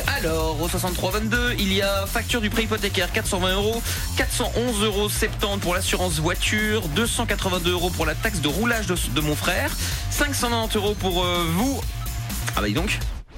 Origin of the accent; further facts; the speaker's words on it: Portugal; Non, il y a que moi qui peux faire ça parce que je suis portugais.